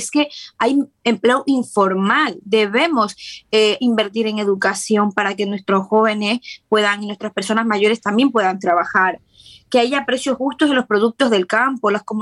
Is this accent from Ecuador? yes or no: yes; Ecuador; como ecuatoriana, como persona preocupada por su comunidad, por su país, que la vio nacer